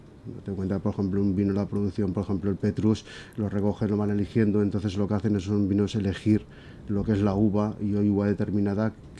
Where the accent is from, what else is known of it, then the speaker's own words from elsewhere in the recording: Zaragoza, Aragon, Spain; Somos todos de Zaragoza.